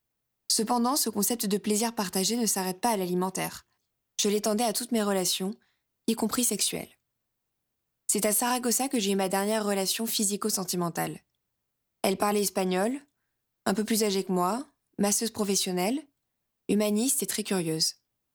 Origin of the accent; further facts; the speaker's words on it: Albertville, Auvergne-Rhône-Alpes, France; Le 1er novembre, départ de ma ville natale, Albertville